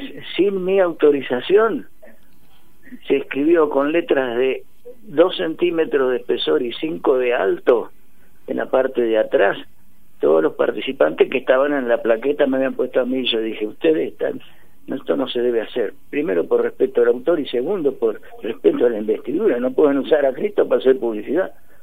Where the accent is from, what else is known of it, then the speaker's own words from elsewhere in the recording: Las Flores, Buenos Aires Province, Argentina; now in Tandil, Argentina; Soy de Las Flores.